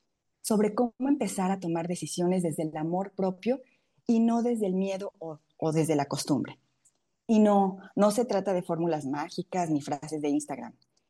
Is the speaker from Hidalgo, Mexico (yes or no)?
yes; Hidalgo, Mexico; now in Monterrey, Mexico; soy mexicana, originaria del estado de Hidalgo.